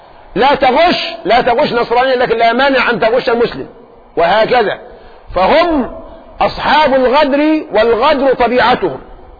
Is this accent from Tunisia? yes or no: no; Egypt; ممكن احنا كمصريين جيشنا كله 500,000